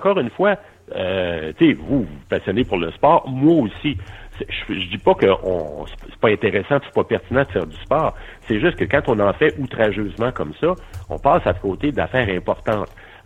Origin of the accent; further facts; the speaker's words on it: Quebec City, Quebec, Canada; Puis d'ailleurs, je suis originaire de Québec.